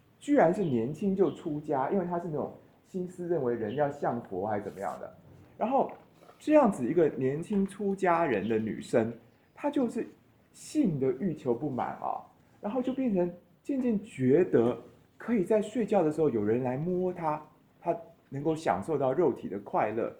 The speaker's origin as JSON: {"language": "Chinese", "country": "Taiwan", "said": "就对我们台湾人来讲，就大陆人的工作方式是其实很使力的"}